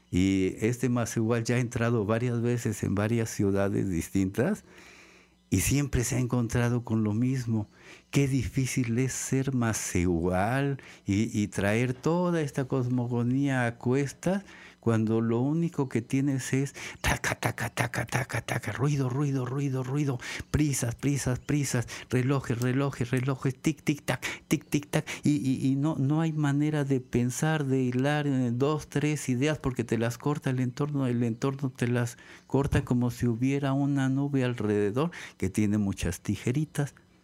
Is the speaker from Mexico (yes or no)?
yes; Xalapa, Veracruz, Mexico; ahora, recién vuelvo a mi terruño, a Jalapa. Aquí nací. Aquí nací, aquí crecí, aquí me hice biólogo, y aquí me deshice y me hice artista.